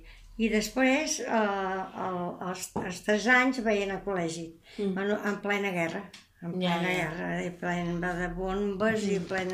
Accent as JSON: {"language": "Catalan", "town": "Barcelona", "region": "Catalonia", "country": "Spain", "tie": "born there", "said": "Barcelona."}